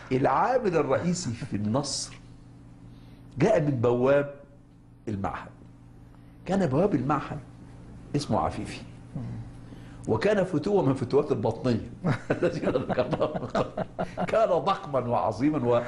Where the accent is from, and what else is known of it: Egypt; born or raised there